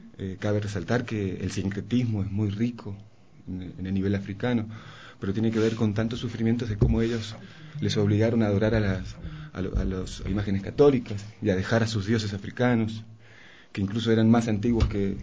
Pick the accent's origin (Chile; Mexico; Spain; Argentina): Argentina; moved away as an adult; now in Ecuador; Yo soy de Argentina, estoy hace 8 años, 9 años viviendo en Ecuador